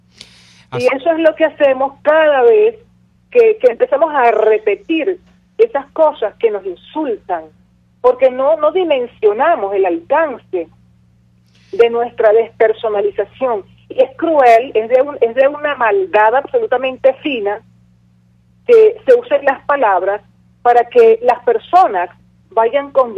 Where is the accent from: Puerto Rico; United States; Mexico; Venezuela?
Venezuela; yo como ciudadana venezolana, porque yo no me siento ni me considero pueblo, yo me considero ciudadana venezolana, opositora